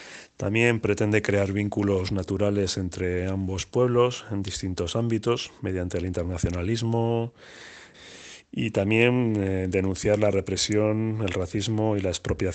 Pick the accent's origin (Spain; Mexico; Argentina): Spain; Basque Country; la vinculación que tenemos acá en el País Vasco con el pueblo mapuche.